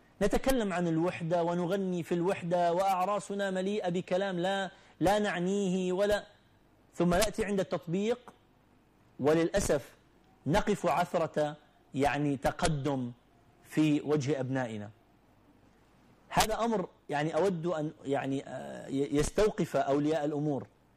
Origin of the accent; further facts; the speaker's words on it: Iraq; also born or lived in Gulf; أنا من العراق